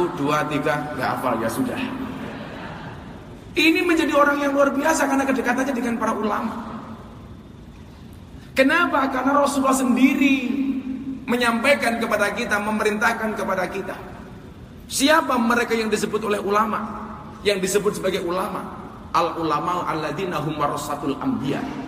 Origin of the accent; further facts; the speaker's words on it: Ponorogo, East Java, Indonesia; also born or lived in Lampung; Kebetulan saya aslinya Ponorogo tapi lahir di Lampung. … putra Jawa kelahiran Sumatera.